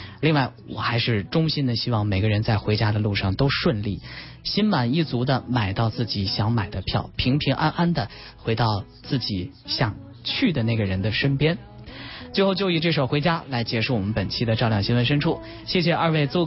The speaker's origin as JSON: {"language": "Chinese", "town": "Lanzhou", "region": "Gansu", "country": "China", "tie": "born or raised there", "said": "我是出生在甘肃兰州，兰州是一个移民的城市，我的父亲和母亲他们都是从河南和河北国支援大西北建设移到那边去的。就从小对于我来说，那个地方就是我的家"}